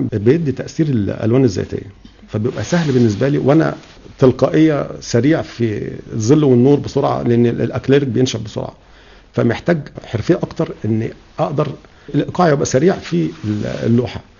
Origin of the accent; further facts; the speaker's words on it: Cairo, Cairo Governorate, Egypt; born there; انا من مواليد الجماليه شارع المعز، فمتاثر جدا بالاحياء الشعبيه والمشربيه